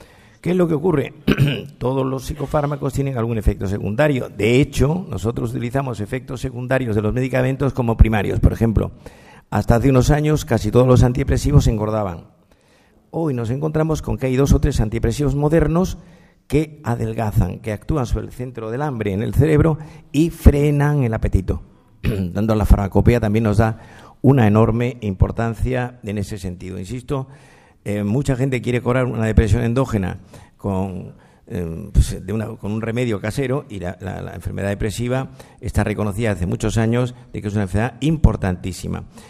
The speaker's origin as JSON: {"language": "Spanish", "town": "Granada", "region": "Andalusia", "country": "Spain", "lives_now": "Madrid, Spain", "said": "yo soy andaluz, soy granadino, que llevo en Madrid media vida"}